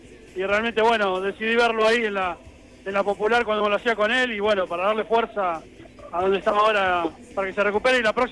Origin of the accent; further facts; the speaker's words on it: Rosario, Santa Fe, Argentina; Como ustedes sabrán, yo soy rosarino.